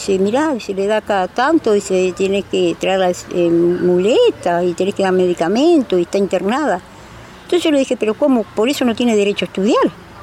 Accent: Montevideo, Uruguay; No, nosotros somos de la Barra de Santa Lucía, dentro de las chacras.

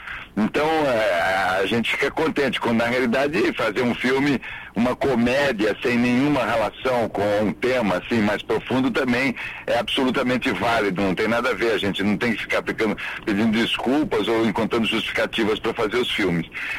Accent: Votorantim, São Paulo, Brazil; also born or lived in Tietê / Sorocaba; nasci em Tietê, Rafá, Capivari, quer dizer, pô, todo o interior de São Paulo aí é minha praia. Não, mas eu fui criado em Votorantim e Sorocaba.

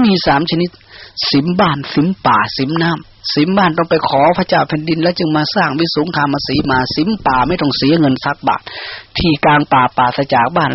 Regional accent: Isan, Thailand; born there; พวกเราชาตินี้ได้มาเกิดในภาคอีสานที่มันอดอยากขาดแคลน

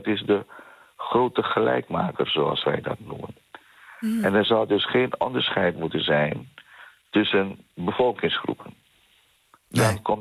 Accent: The Hague, South Holland, Netherlands; We leveren een bijdrage aan Den Haag. Wij zijn trotse Hagenaars.

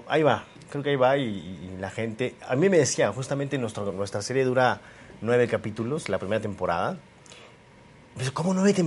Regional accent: Mexico; Es justamente esa responsabilidad que tenemos que tener como mexicanos o como latinos

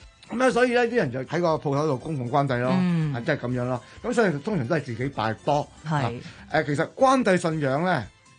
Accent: Dongguan, Guangdong, China; 東莞就是我是東莞人啦

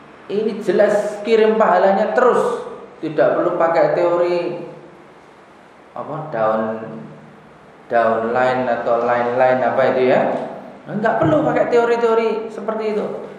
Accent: Karangmalang, Indonesia; di kampung saya Karangmalang

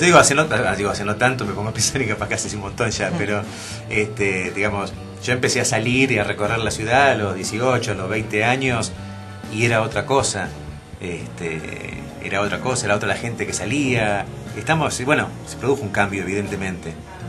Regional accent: Buenos Aires, Argentina; Yo soy nativo de Belgrano. Yo viví en Belgrano hasta los 20 y pico, cuando me recibí. Al año me mudé, me fui a vivir a Recoleta, donde viví 9 años. Y después me vine para Balvanera, donde estoy hace 10, 12 años.

